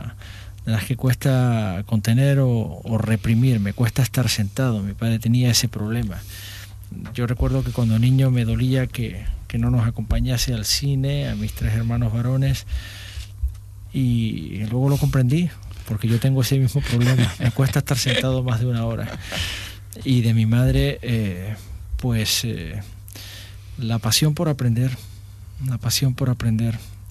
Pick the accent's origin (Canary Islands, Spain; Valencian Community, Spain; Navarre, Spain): Canary Islands, Spain; accent: Canarian; En Granada hice mi carrera académica y, sin embargo, nunca perdí el acento de mi madre. Nunca lo perdí, porque siempre he pensado que para perder el acento canario tienes que poner de tu parte.